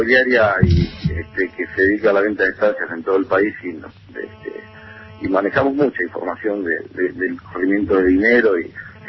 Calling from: Mercedes, Buenos Aires Province, Argentina; de Mercedes.

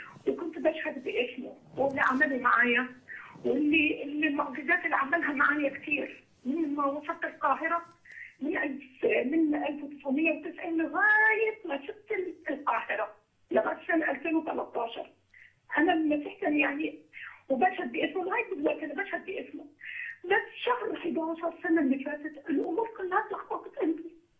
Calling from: Netherlands; انا من هولندا.

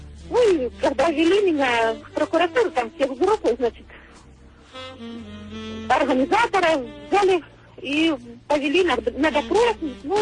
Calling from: Pyatigorsk, Stavropol Krai, Russia; Да, я из Пятигорска.

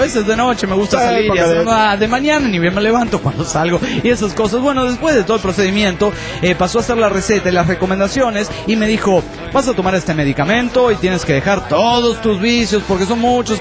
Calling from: Irapuato, Guanajuato, Mexico; de Irapuato, Guanajuato, México.

